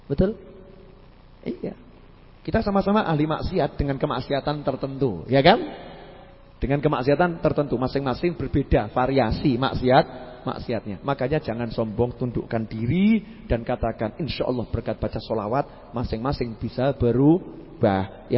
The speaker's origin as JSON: {"language": "Indonesian", "town": "Surakarta", "region": "Central Java", "country": "Indonesia", "said": "Oh, saya itu orang Solo kan kalau ngomong Inggris suka salah-salah."}